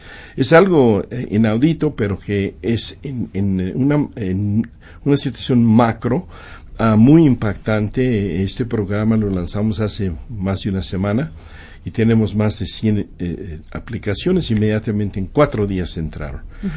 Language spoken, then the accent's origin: Spanish; Mexico; now in United States; como mexicanos como somos nosotros que hemos migrado